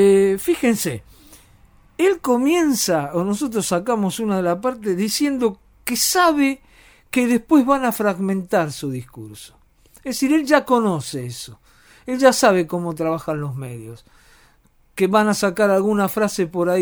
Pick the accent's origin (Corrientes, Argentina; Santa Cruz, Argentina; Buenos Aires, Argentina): Buenos Aires, Argentina; Yo soy de Boedo, todos los días trabajo en Almagro